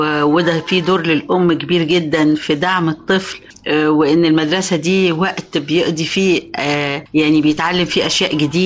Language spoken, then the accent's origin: Arabic; Kafr El Sheikh Governorate, Egypt; عندنا في كفر الشيخ في استعدادات الحقيقة لاستقبال الولاد